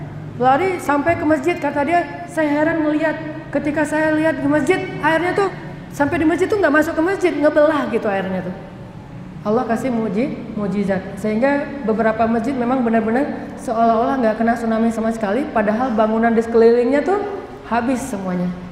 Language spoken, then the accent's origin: Indonesian; Aceh, Indonesia; Kan saya mah orang Aceh, tinggal di Banda Aceh.